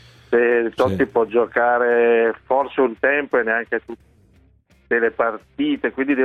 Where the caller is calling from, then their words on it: Turin, Piedmont, Italy; Io sono di Torino